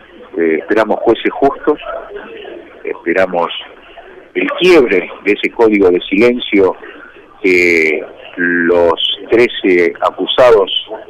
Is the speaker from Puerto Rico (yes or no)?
no; Argentina; A mí me da vergüenza, como argentino